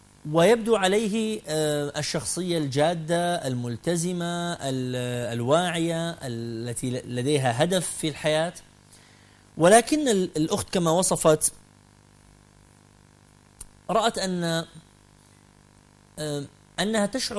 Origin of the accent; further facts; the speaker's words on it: Kuwait; also born or lived in Mosul, Iraq / Khobar, Saudi Arabia; now in Jordan; الذي يتحدث إليكم الآن ولد عراقيا، ولدت في العراق في مدينة الموصل نينوى، ووالدتي لبنانية من طرابلس الشام. نشأت في الكويت حيث أعراق وأجناس وأطياف مختلفة. انتقلت بعدها إلى الخبر في المنطقة الشرقية في الجزيرة العربية